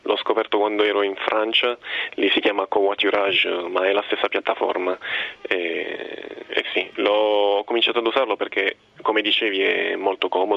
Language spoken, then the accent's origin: Italian; Bari, Apulia, Italy; Io sono di Bari e torno a Bari.